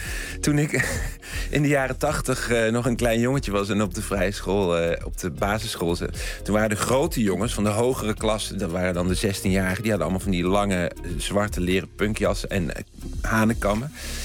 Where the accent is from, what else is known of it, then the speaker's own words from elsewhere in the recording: Eindhoven, North Brabant, Netherlands; ja, ik kom uit Eindhoven